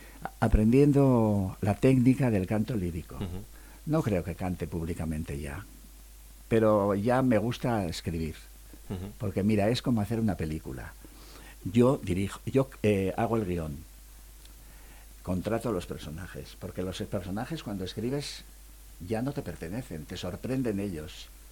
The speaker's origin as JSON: {"language": "Spanish", "region": "Basque Country", "country": "Spain", "said": "Me gusta comer bien como buen vasco que soy."}